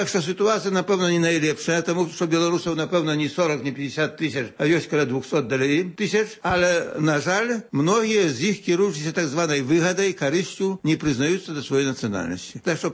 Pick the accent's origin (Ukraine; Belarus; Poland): Poland; Podlaskie Voivodeship; таксама, як і я, беларус з усходняй Беласточыны